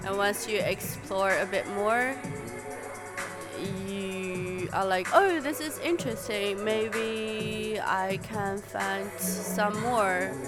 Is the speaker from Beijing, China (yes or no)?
no; Shandong, China; Yeah, I grew up in China.